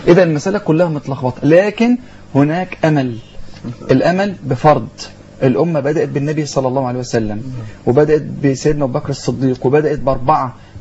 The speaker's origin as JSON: {"language": "Arabic", "town": "Sandoub", "region": "Dakahlia", "country": "Egypt", "said": "النهارده عندنا احنا في قريتنا احنا حته اسمها سندوب"}